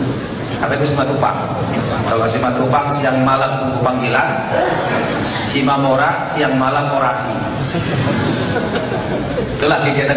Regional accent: Toba, North Sumatra, Indonesia; Saya kampung aslinya dari Toba.

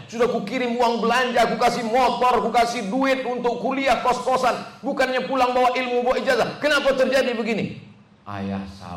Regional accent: Sumatra, Indonesia; born there; Saya lahir di Sumatera sebagai orang Melayu tahun 77.

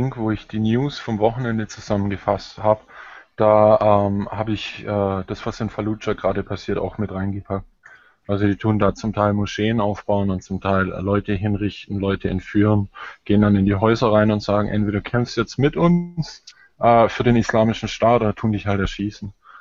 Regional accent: Germany

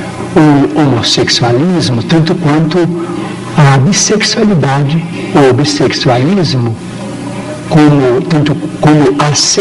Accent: Brazil; Mas quero dizer também que eu sou brasileiro e adoro o Pelé.

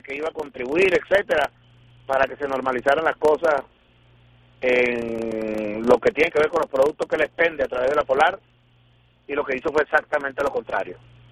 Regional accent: Venezuela; tener que hablarlo en estos términos como venezolanos respecto a nuestro propio país

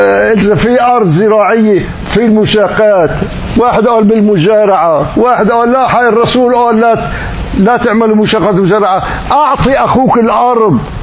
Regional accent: Damascus, Damascus Governorate, Syria; من بلدي دمشق وساكن جار شقيقي في بنائي بدمشق

